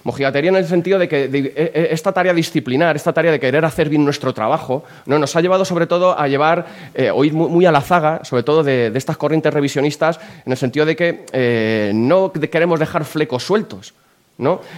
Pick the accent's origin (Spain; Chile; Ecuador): Spain; Aranjuez, Community of Madrid; Yo, pues bueno, soy de Aranjuez